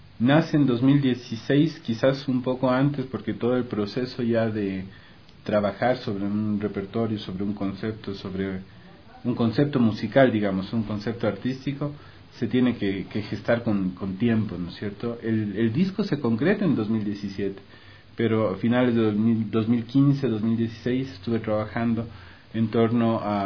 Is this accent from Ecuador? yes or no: yes; Quito, Pichincha, Ecuador; now in Cuenca, Ecuador; Yo en realidad soy quiteño, yo nací en Quito, pero ya vivo en Cuenca algunos años. Yo también ya me considero cuencano, y ahorita mantengo mi residencia permanente en la ciudad de Cuenca